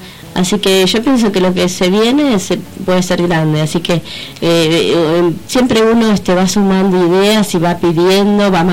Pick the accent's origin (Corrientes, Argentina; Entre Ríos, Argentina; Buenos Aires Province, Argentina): Buenos Aires Province, Argentina; Hurlingham; nosotros somos de Hurlingham.